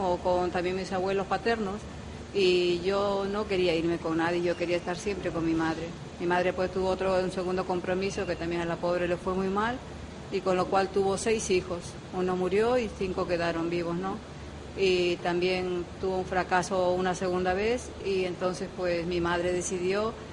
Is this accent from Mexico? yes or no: no; Peru; fueron los primeros que ayudaron a Perú para salir adelante. Y puedo decir que mi tierra está económicamente muy, muy bien en estos momentos.